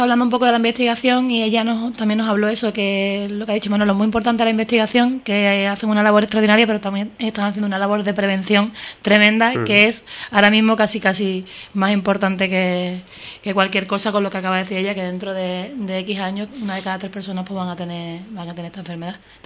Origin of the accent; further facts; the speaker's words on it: Ubrique, Andalusia, Spain; Ubrique, y para mí ya no me puedo sentir ya más orgullosa de que haya un programa de prevención en mi pueblo